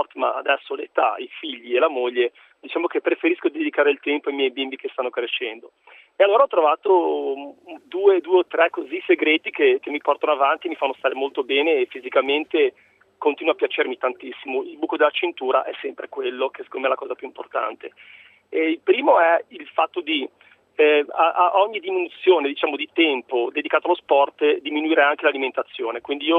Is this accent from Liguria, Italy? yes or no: yes; Genoa, Liguria, Italy; Poi da buon genovese, ahimè, anche la focaccia ho dovuto cominciare un po' ad abbassarne